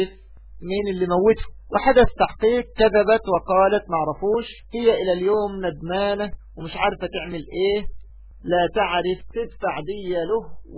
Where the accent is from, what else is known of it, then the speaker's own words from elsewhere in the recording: Egypt; يعني أقول بالمعنى الدارج عندنا كمصريين